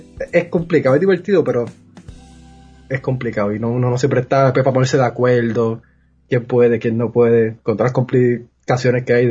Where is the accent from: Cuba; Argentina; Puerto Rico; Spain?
Puerto Rico; Guaynabo; yo soy de Guaynabo, Puerto Rico, no de Guaynabo City, Guaynabo del Monte, ya que todo el mundo siempre dice Guaynabo City, pero no. Guaynabo tiene sus montes, que nadie conoce. Nacido y criado ahí, estudié en escuela pública también en Guaynabo.